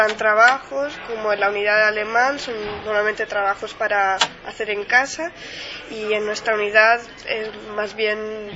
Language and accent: Spanish; Seville, Andalusia, Spain; also born or lived in Ticino, Switzerland; now in Geneva, Switzerland; yo soy mitad española, de Sevilla, y mitad suiza, de la parte de habla italiana, del Tesino. He vivido un poco entre los dos países a caballo. He estudiado bastante más en España, por lo que en traducción traduzco hacia el español.